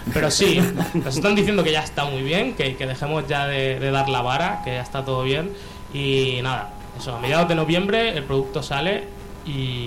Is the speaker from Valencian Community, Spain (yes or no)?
yes; Elche, Valencian Community, Spain; bueno, nosotros somos de Elche